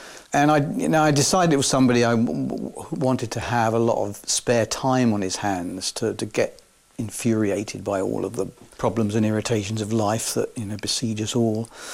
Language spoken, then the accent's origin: English; Scotland, United Kingdom; Susie was a huge fan, being Scottish as well. I'm not saying only because of that. It just happened that we, you know, ended up with kind of three Scots on the team.